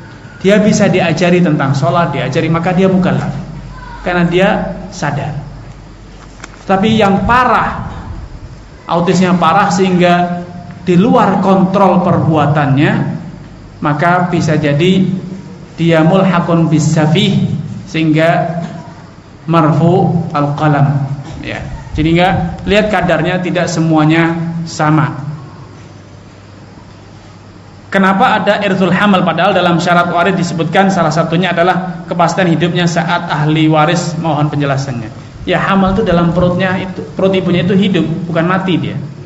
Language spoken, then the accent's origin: Indonesian; Java, Indonesia; born there; kenapa saya dilahirkan di sini, di Jawa ya, sehingga saya kejawen-jawenan gini.